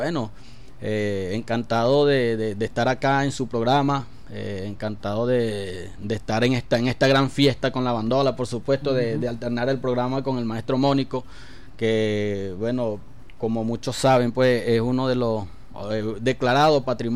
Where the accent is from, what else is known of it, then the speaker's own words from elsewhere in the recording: Guaribe, Guárico, Venezuela; Guaribe, claro, es lo máximo, como hay una de las consignas principales de mi pueblo, como Guaribe no hay.